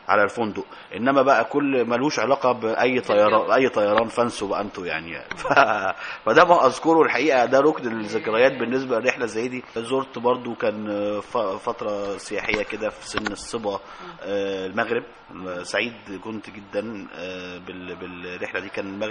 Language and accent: Arabic; Egypt; طب ما احنا نفسنا كمصريين احنا ما شفناش ده.